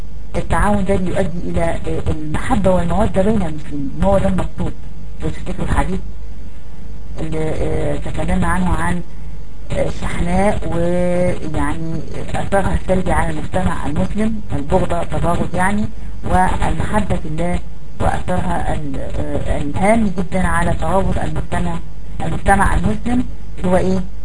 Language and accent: Arabic; Egypt; الاناء الممتلئ بالماء اللي احنا بنقول عليه عندنا في مصر الجردل